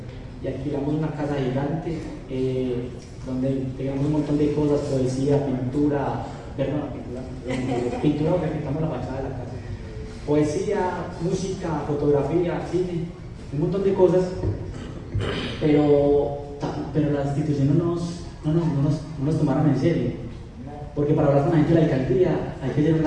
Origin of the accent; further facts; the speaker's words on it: Manizales, Caldas, Colombia; vengo de la ciudad de Manizales, de la Fundación Fellini